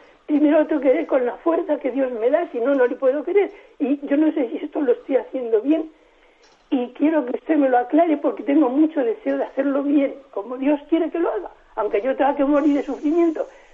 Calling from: Madrid, Community of Madrid, Spain; de Madrid.

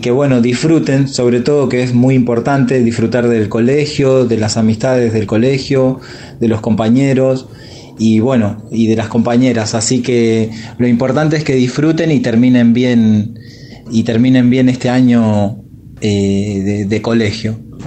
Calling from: Buenos Aires, Argentina; Estoy de aquí desde Buenos Aires.

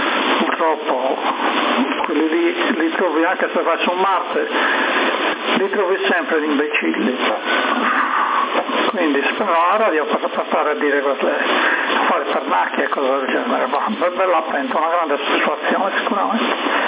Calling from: Cagliari, Sardinia, Italy; sono da Cagliari, una grande soddisfazione, la mia stazione arriva dappertutto

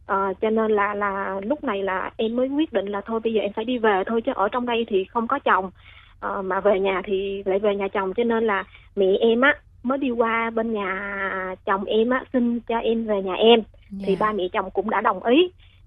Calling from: Vietnam; Dạ, em ở Ninh Thuận.

